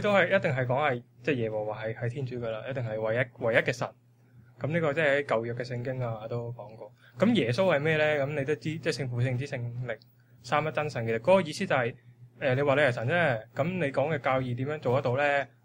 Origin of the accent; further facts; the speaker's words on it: China; 其實因為我哋中國人啦，始終即係我哋都係即係農業社會啦